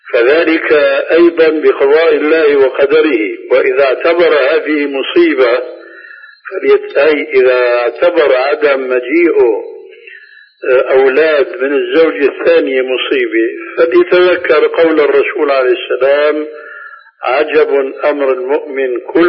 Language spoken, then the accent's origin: Arabic; Syria; كما يقولون عندنا في سوريا